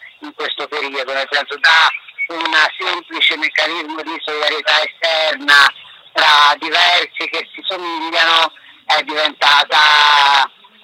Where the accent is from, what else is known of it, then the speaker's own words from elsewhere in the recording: Pisa, Tuscany, Italy; Io sono in corteo, vengo da Pisa